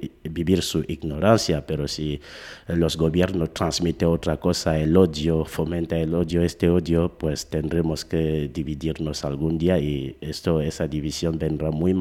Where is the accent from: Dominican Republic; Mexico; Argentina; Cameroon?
Cameroon; now in Navarra, Spain; yo considero Camerún como el punto del planeta donde yo nací, donde tengo los padres, los amigos de la infancia y la otra parte de la familia. Pero considerándome como ciudadano del mundo, yo digo, estando en Navarra